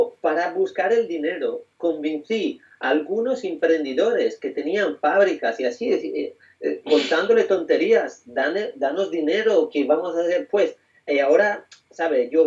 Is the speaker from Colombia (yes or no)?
no; Italy; Spanish is a second language; yo que vengo de un contexto muy diferente, soy italiano